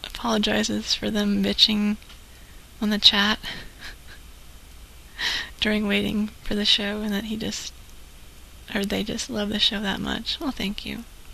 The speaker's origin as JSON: {"language": "English", "town": "Macon", "region": "Georgia", "country": "United States", "said": "Oh, I'm from Macon, Georgia."}